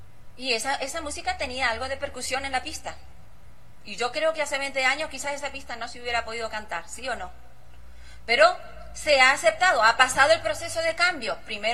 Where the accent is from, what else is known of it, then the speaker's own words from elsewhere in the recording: Uruguay; moved away as an adult; now in United States; hace 30 años que salí de Uruguay